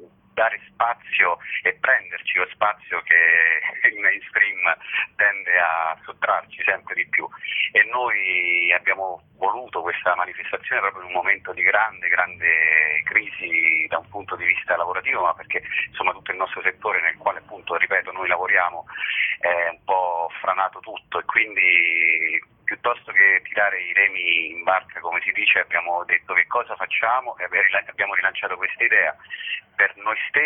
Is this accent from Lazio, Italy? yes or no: yes; Rome, Lazio, Italy; io sono romano